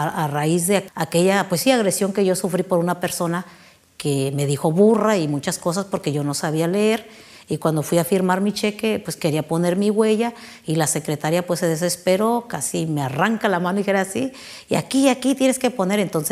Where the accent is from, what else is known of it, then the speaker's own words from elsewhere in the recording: Oaxaca, Mexico; now in Baja California, Mexico; soy originaria del estado de Oaxaca, soy de la Mixteca Baja, tengo 40 años viviendo aquí en Baja California